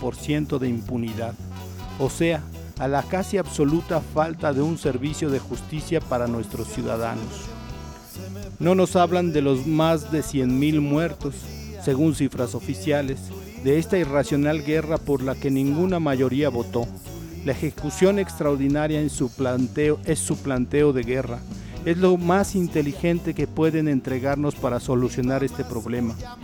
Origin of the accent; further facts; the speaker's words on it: Mexico; Nos atañe como ciudadanos, como ciudadanas, como mexicanos, como mexicanas